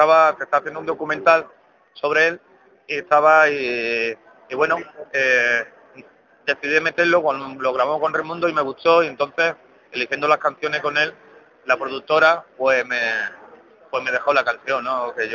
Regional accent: Jerez, Andalusia, Spain; tenemos la misma edad en Jerez, allí. ¿Sabes? Estoy muy, como es, muy contento de que sea de mi tierra y amigo.

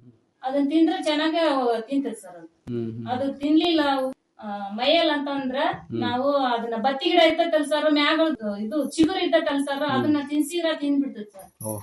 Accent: Katrahalli, Karnataka, India; ಅಂದ್ರೆ ನಮ್ಮ ಊರಲ್ಲಿ ಐತಿ ಕಾಟ್ರಹಳ್ಳಿಯಲ್ಲಿ ನೀರಾವರಿ ಇದೆ ಸರ್.

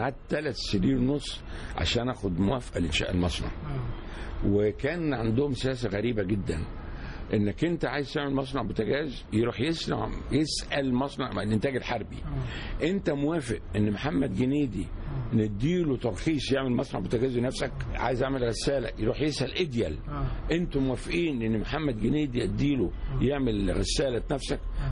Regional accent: Egypt; قلت ليه إحنا كمصريين ما يبقاش عندنا مستعدين المصانع

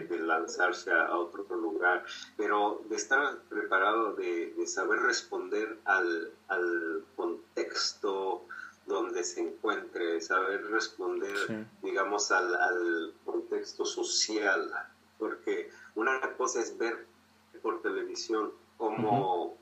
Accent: Mexico; tenemos como mexicanos nos pintan de cierta manera en el extranjero

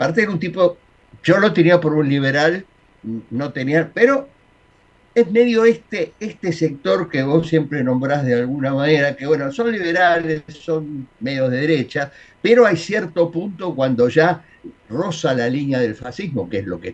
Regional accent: Argentina; y entre todo eso somos todos argentinos.

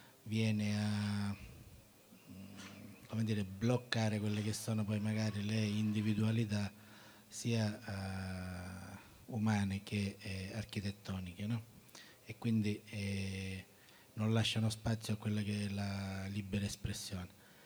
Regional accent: Catania, Sicily, Italy; vengo da Catania, che come sapete è una terra abbastanza che trema

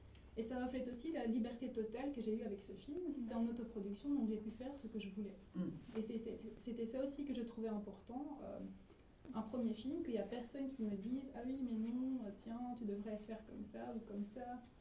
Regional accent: Belgium; moi en grandissant, majoritairement en Belgique

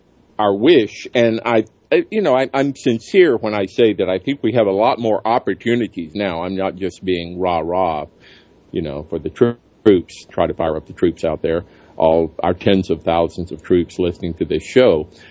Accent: Alabama, United States; And even in my home state in Alabama, all the three biggest newspapers were all owned by Sam Newhouse

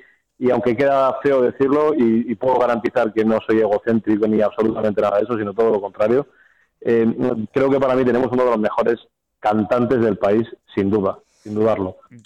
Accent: Castilla-La Mancha, Spain; ya sabes, nosotros somos manchegos, o sea, del tema en inglés, te puedes imaginar.

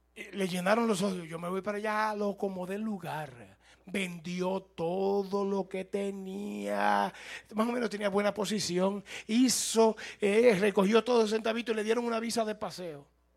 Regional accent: United States

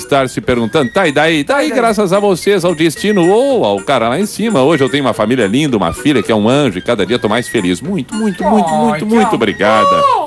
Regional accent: Novo Hamburgo, Rio Grande do Sul, Brazil; sou de Novo Hamburgo, tenho 24 anos.

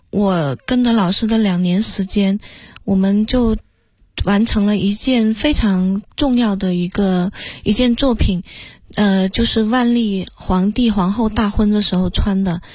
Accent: Jinxiu, Guangxi, China; now in Beijing, China; 我的家乡就叫金秀，只不过它不是那个，是黄金的金，秀丽的秀。我们的那个村庄只有9户人家，

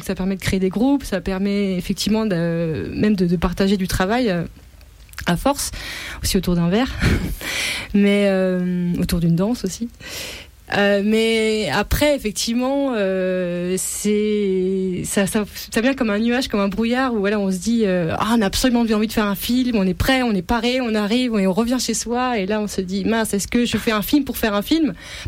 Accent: France; mais en tant que Français, on se sent à l'aise.

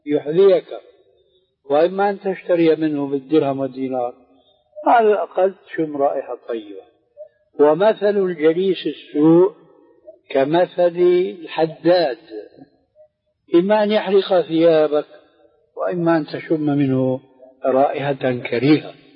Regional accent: Syria; عندنا في سوريا

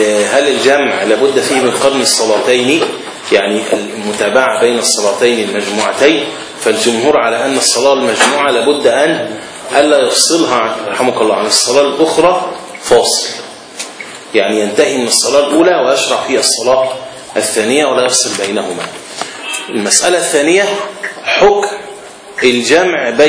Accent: Alexandria, Alexandria Governorate, Egypt; عندنا في اسكندرية في صور الإسكندرية القديم موجود في بعض الأماكن أجزاء منها

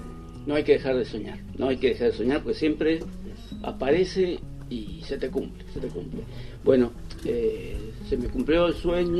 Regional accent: Mendoza, Argentina; born there; soy nacido en Mendoza.

